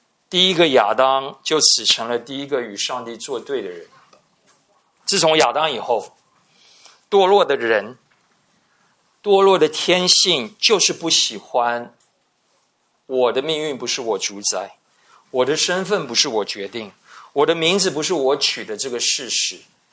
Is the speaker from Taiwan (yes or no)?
yes; Taiwan; 我们台湾人是很重视姓名的